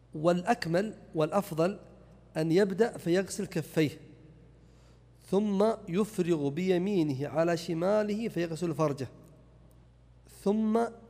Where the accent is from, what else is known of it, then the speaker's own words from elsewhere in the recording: Najd, Saudi Arabia; إما عليها جدايل أو سمى عندنا في نجد قرون